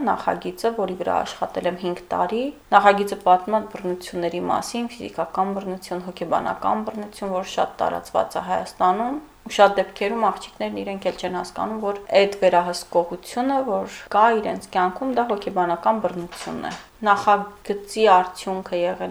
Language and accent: Armenian; Khtsaberd, Nagorno-Karabakh, Azerbaijan; քանի որ ինքս Ղարաբաղցի եմ, Հադրութի Խծաբերդ գյուղի ու մանկությունից տեսել եմ այդ պատկերները